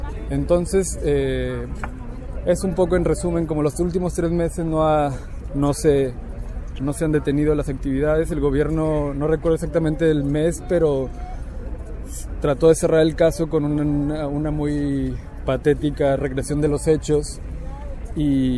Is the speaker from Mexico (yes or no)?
yes; Mexico; now in Buenos Aires, Argentina; soy un mexicano residiendo acá en Buenos Aires